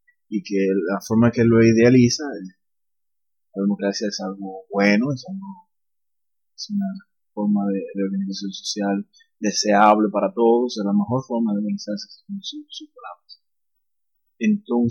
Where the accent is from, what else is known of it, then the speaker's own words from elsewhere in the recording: Dominican Republic; estamos cerca de las elecciones congresionales de aquí en mi país, República Dominicana.